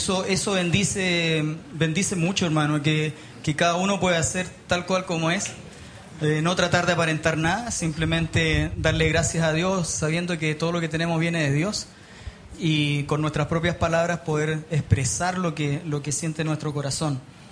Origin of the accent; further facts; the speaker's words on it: Punta Arenas, Magallanes, Chile; born there; also born or lived in Tierra del Fuego; yo nací en Punta Arenas. y viví en Tierra del Fuego durante 3 años y medio, en la prehistoria, cuando era niño